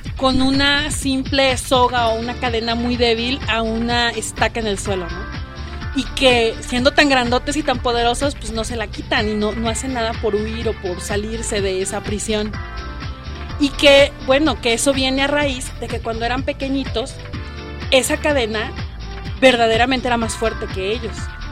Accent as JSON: {"language": "Spanish", "country": "Mexico", "said": "nosotros mismos subvaloramos nuestro talento, nuestro ingenio y a nosotros como mexicanos"}